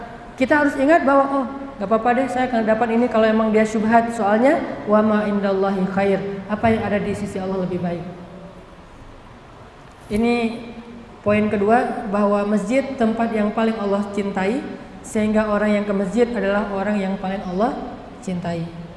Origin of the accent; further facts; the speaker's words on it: Aceh, Indonesia; Kan saya mah orang Aceh, tinggal di Banda Aceh.